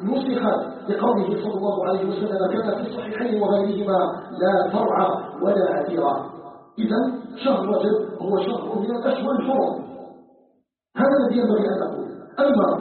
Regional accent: Algeria; أن يجعل بلدنا الجزائر بلدا آمنا مطمئنا وسائر بلاد

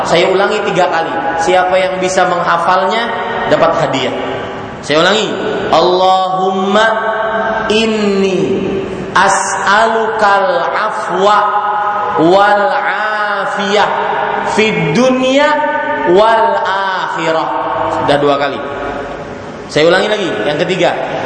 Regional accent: Banjarmasin, South Kalimantan, Indonesia; Di Banjarmasin di kota saya, karena di sana banyak bos batu bara, itu rumah tinggal 5 tingkat.

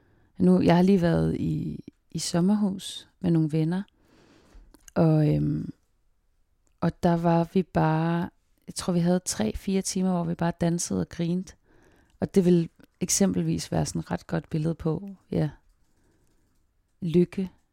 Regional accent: Zealand, Denmark; now in Copenhagen, Denmark; jeg kommer fra Falster, hvor jeg har gået gymnasiet og boede også alene i en periode, arbejdet og bare havde sabbatår. Besluttede mig for at flytte til København

